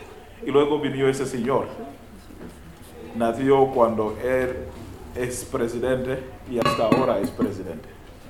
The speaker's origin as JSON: {"language": "Spanish", "country": "Uganda", "also_born_or_lived": "Mumbai, India", "second_language": "Spanish", "said": "Vengo de Uganda. Es en el este de África."}